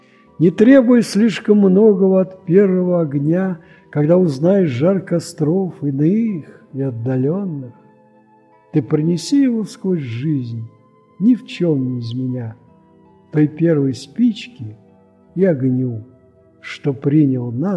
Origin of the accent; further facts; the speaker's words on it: Moscow, Russia; Я москвич, пенсионер.